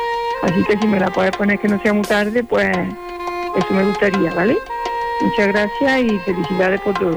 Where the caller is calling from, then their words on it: Lucena, Andalusia, Spain; de Lucena.